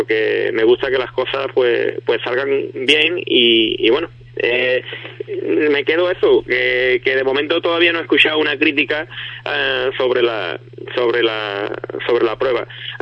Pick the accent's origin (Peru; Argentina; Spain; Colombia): Spain; Ubrique, Andalusia; he conseguido que en mi pueblo haya un circuito de rally